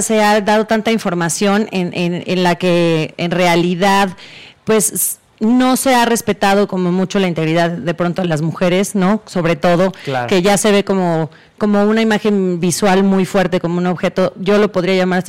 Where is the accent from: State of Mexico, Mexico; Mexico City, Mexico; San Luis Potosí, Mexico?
San Luis Potosí, Mexico; yo soy de San Luis Potosí, yo vivía con mis abuelitos y mi mami allá en San Luis Potosí